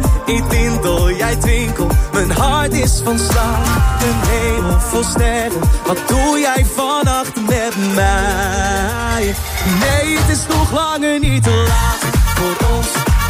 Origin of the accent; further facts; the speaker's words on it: The Hague, South Holland, Netherlands; Ik kom uit Den Haag.